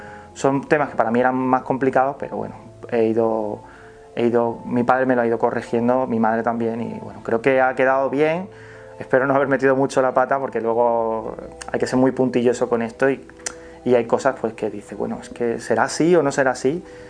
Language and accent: Spanish; Carmona, Andalusia, Spain; en mi pueblo, en Carmona. Lo que pasa es que mi pueblo es bastante grande, no es ni siquiera un pueblo, tiene el título de ciudad, Carmona.